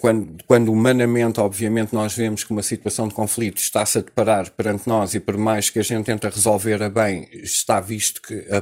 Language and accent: Portuguese; Portugal; E nós, como portugueses, continuamos a mandar fora estas oportunidades